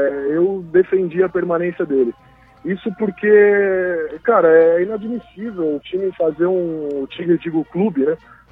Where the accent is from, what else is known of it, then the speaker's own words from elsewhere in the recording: São Paulo, Brazil; born there; lugar onde eu nasci em São Paulo.